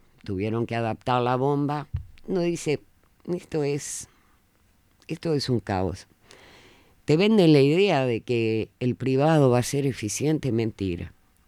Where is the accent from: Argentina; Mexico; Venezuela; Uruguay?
Uruguay; Durazno; Yo soy de Durazno